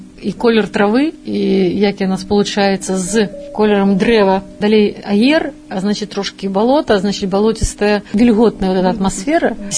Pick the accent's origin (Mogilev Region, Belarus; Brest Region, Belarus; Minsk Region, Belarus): Brest Region, Belarus; Damashevichy; also born or lived in Baranavichy; Лічуся я, што нарадзілася ў Баранавічах, але сама лічуся ведамашоўкай. Гэта вёска 10 кіламетраў ад Баранавіч, Дамашэвіч, дзе нарадзіліся мае бацькі.